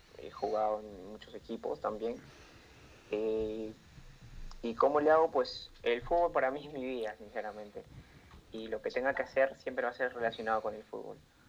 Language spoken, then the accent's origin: Spanish; Lima, Peru; soy de Perú, vivo actualmente en Lima.